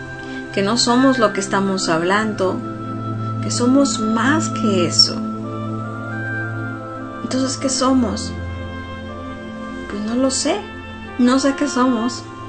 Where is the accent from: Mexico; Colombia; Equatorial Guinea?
Mexico; soy una mujer … soy humana, soy mexicana